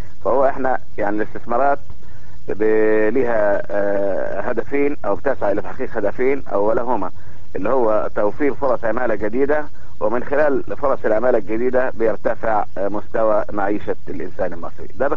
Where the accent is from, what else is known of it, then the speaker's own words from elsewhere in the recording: Egypt; او بيخلي الناس تتفائل عندنا في مصر هنا